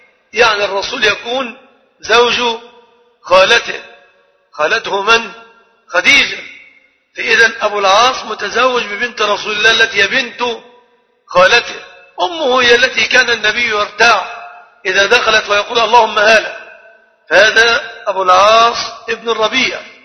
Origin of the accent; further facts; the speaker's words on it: Egypt; عندنا في مصر اصطلاح خاطئ بعض الشيء